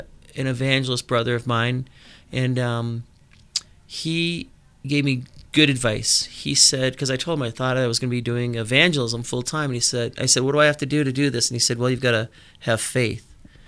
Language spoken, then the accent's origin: English; Minnesota, United States; Well, I'm originally from Minnesota. I grew up ski racing, and I was a member of the U.S. ski team